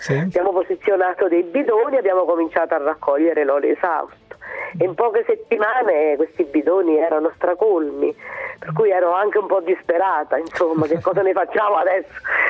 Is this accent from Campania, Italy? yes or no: yes; Campania, Italy; moved away; alla mia terra, che è la terra dei fuochi, dove, insomma, da dove sono andata via perché mi sembrava che tutto fosse purtroppo irreparabile.